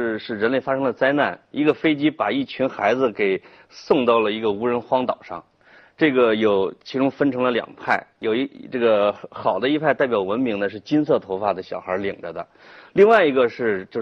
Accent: Henan, China; accent: Henan; 但是我们河南话不叫牛逼，我们叫看着怪性啊。

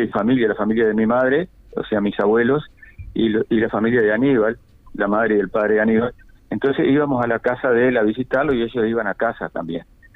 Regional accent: Paysandú, Uruguay; Me crié y viví en Paysandú siempre.

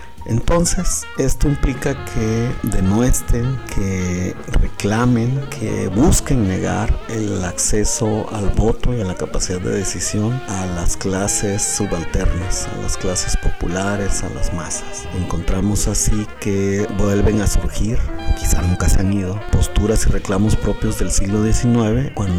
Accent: Mexico; y aquí en mi país, México

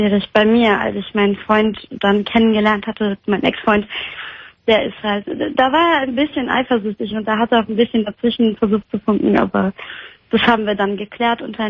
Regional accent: Poland; Also in unserer Heimat. Wir sind beide aus Polen.

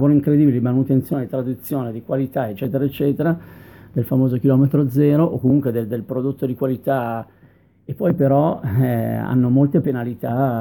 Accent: Milan, Lombardy, Italy; da milanese start-upper

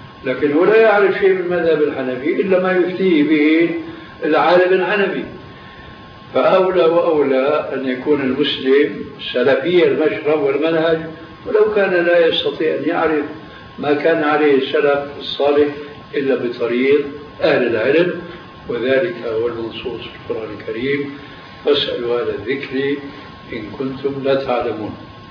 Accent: Syria; كما يقال عندنا في سوريا

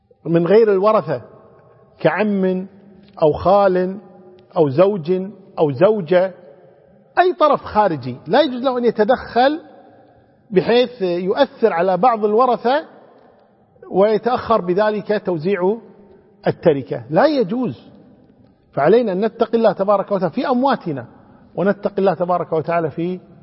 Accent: Kuwait; كما عندنا في الكويت لله الحمد والمنة

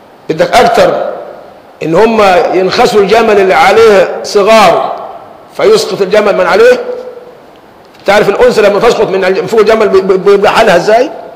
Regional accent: Egypt; أنت مصري وأنا مصري، إيه اللي يفصلني عنك أو يفصلك عني؟

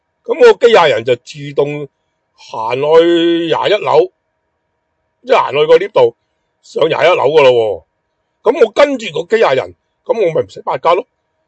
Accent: Hong Kong; 咁你知道我系香港人啦，

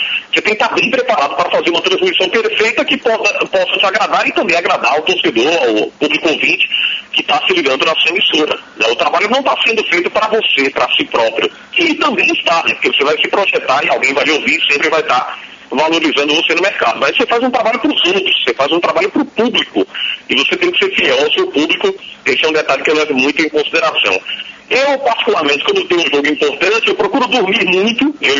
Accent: São Paulo, Brazil; now in Pernambuco, Brazil; porque cresci em São Paulo e depois voltei aqui para o estado de Pernambuco, nasci em Pernambuco, aí fui para São Paulo.

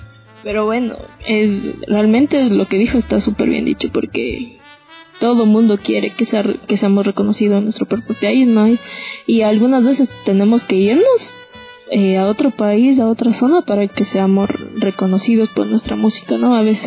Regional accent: Riobamba, Chimborazo, Ecuador; porque yo soy de Riobamba

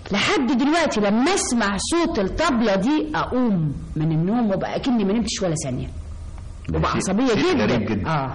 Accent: Alexandria, Alexandria Governorate, Egypt; أنا أولا من اسكندرية ومن محرم بيه.

